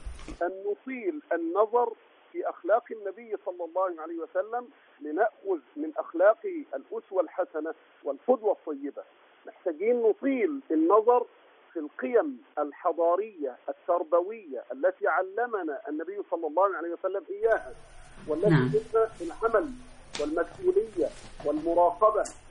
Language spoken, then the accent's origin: Arabic; Egypt; كلنا كمصريين مسلمين مسيحيين كلنا مواطنين كلنا مصريين